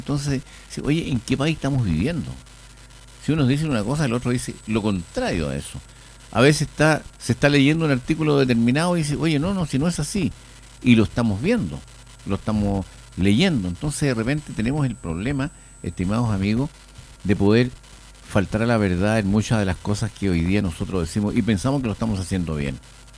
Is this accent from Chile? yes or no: yes; Chile; esas dos condiciones que debemos cumplir como chilenos